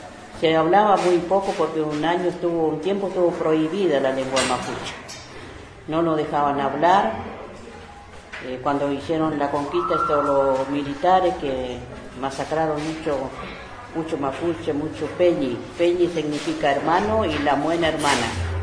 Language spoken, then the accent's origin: Spanish; Chubut, Argentina; yo nací en Costaño, Quinco Sur, está cerca de Cusamen. Ahí me crié con mis abuelos.